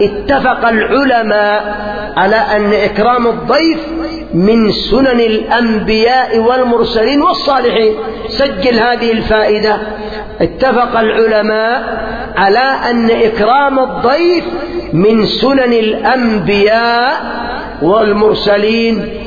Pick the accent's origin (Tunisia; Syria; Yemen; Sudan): Yemen; أفسد الضيافة عندنا في اليمن القات،